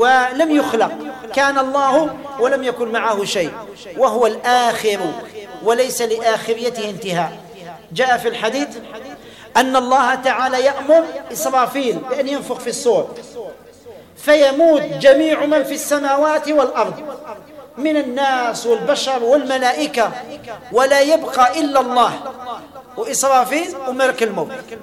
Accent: Algeria; كنا بين 16، احنا كنا جزائريين

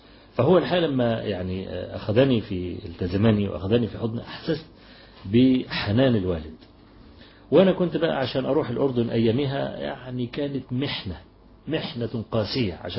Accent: Egypt; عندنا في مصر بعت لي رسالة كده

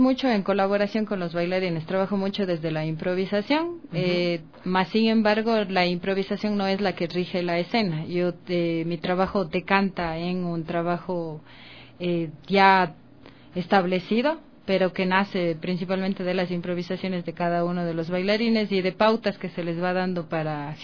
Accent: Cuenca, Azuay, Ecuador; now in Quito, Ecuador; Yo soy de Cuenca, yo estudié en el Conservatorio José María Rodríguez de Cuenca, y de ahí vine a Quito

